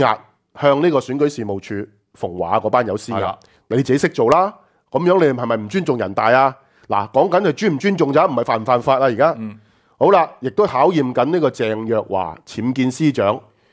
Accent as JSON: {"language": "Chinese", "country": "Hong Kong", "said": "我们香港人是没有 Plan B"}